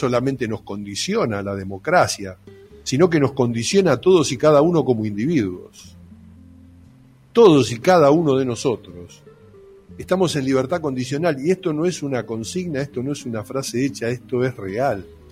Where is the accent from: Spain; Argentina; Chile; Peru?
Argentina; si no somos capaces los argentinos de rememorar la gesta histórica